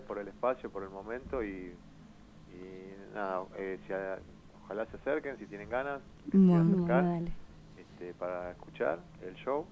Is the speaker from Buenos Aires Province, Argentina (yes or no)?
yes; Paso del Rey, Buenos Aires Province, Argentina; Somos de Paso del Rey.